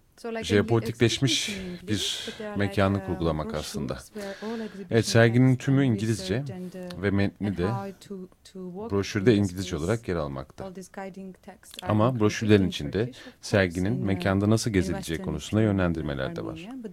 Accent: Armenia; Tabii Doğu Ermenicesi de, çünkü ben oradan geliyorum, Ermenistanlıyım.

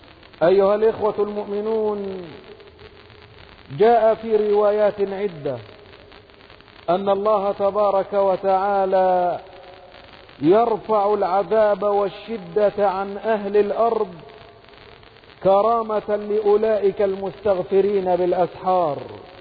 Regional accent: Egypt; واجعل بلدنا مصر أمنا أمانا، سخاء رخاء وسائر بلاد المسلمين

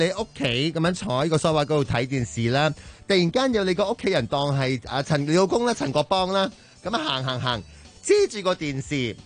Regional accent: Hong Kong

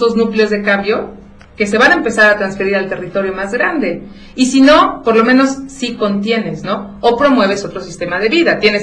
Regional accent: Santiago Momoxpan, Puebla, Mexico; pero yo soy de Santiago Momoxpan, yo no soy de una zona conurbada.

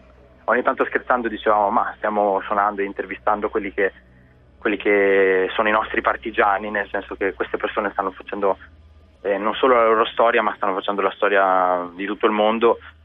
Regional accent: Trento, Trentino-Alto Adige, Italy; io sono di Trento

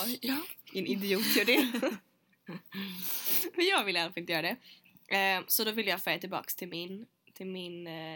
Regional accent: Sweden; now in United Kingdom; Och så fick jag rabatt. Alla som är svenskar får rabatt av henne.

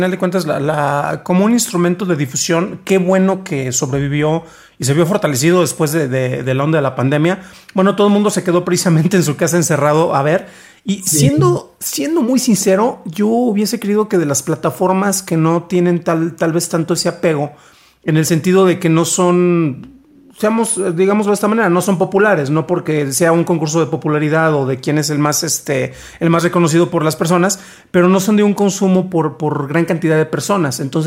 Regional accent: Mexico; Lo decimos porque somos mexicanos y es producto cultural.

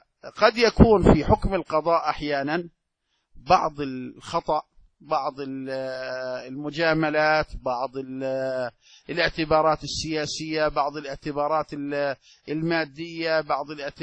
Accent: Jordan; رجل ثري عندنا في الأردن

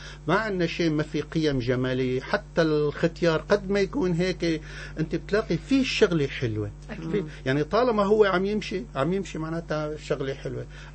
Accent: Syrian coast, Syria; انا سوري ابن الساحل السوري ما بقبل اي شيء بيمس بلدي انا فلاح ابن فلاح

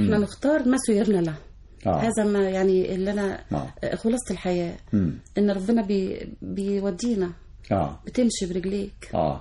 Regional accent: Zagazig, Sharqia Governorate, Egypt; also born or lived in Suez; فعشنا كمان بعد الحرب، طبعا عشنا في مدينة الزقازيق، بالذات قرية أو مركز من القمح الشرقية، عشت فيها 10 سنين من عمري.

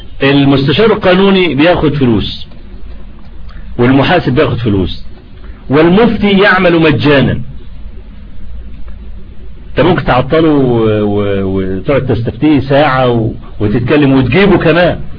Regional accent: Egypt; أنا لما عملوا الطريق الاستراد اللي عندنا في مصر اللي هو بيطلع لحلوان

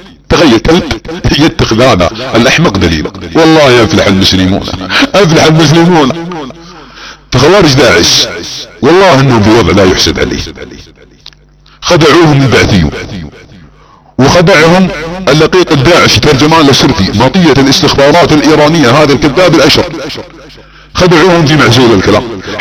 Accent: Saudi Arabia; accent: Saudi; على لهجتنا السعودية

